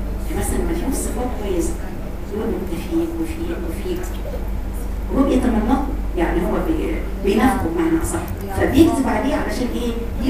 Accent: Egypt; قلت لها على فكره انا مصريه زيك يا حبيبتي، انا مصريه زيك

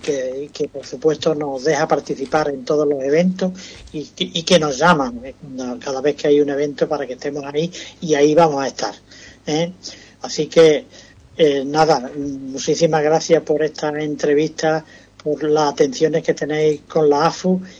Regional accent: Ubrique, Andalusia, Spain; Nosotros somos de Ubrique y tenemos que promocionar Ubrique fotográficamente hablando.

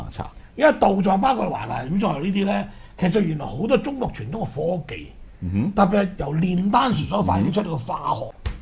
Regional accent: Hong Kong; 又我哋香港人要捐錢重建翻

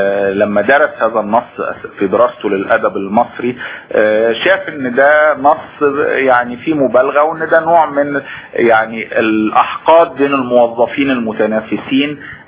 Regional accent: Egypt; استمر موجود في وجداننا كمصريين عبر التاريخ الطويل

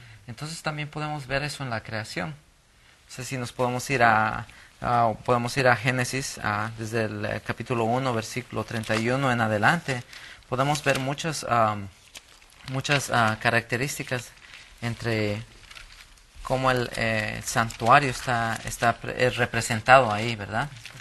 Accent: Bolivia; soy originario de Bolivia, Sudamérica, y gracias a Dios ha sido una bendición estar aquí en este diferente país

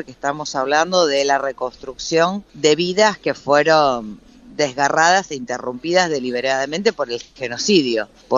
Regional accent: Argentina; lo que nos pasó como argentinos

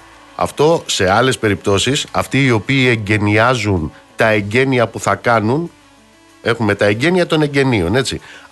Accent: Amaliada, Western Greece, Greece; στην πατρίδα μου κάτω στην Αμαλιάδα

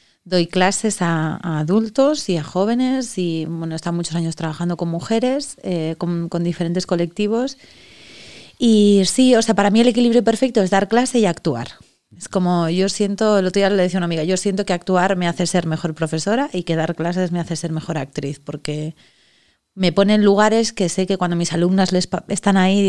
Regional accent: Andorra, Aragon, Spain; soy de un pueblo de Teruel y soy de Andorra, y entonces bueno, en mi pueblo no hay universidad, y con 18, 19 años me fui a estudiar a Zaragoza

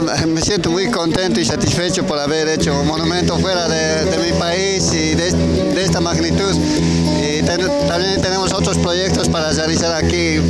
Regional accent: Bolivia; soy escultor de Bolivia.

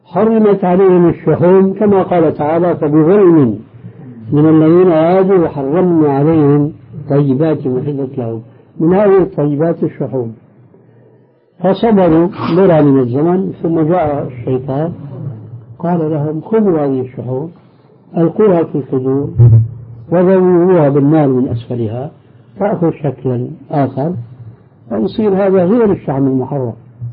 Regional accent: Damascus, Damascus Governorate, Syria; وبعض المشايخ عندنا في دمشق الشام

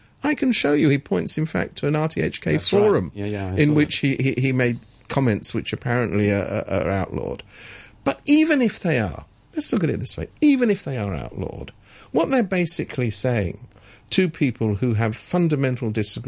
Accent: England, United Kingdom; I'm from England

